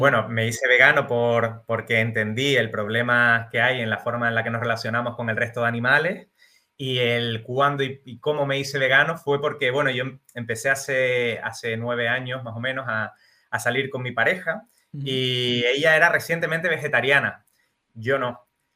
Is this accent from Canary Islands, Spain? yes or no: yes; Canary Islands, Spain; soy de las Islas Canarias, soy de Gran Canaria